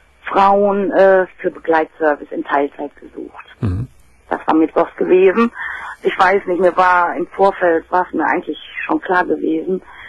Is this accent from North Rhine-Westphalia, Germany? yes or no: yes; Dortmund, North Rhine-Westphalia, Germany; born there; ich bin gebürtige Dortmunderin, also.